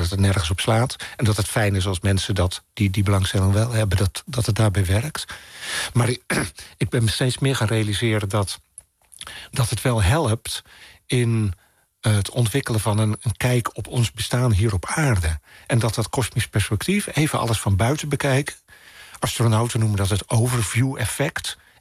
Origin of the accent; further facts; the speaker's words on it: Maarssen, Utrecht, Netherlands; ik hoor dat het niet de kerk van Maarsen is waar ik ben opgegroeid.